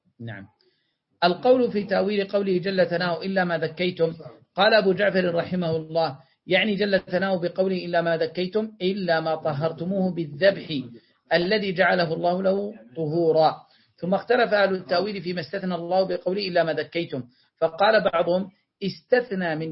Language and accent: Arabic; Yemen; لا شيخنا هذا موجود عندنا في اليمن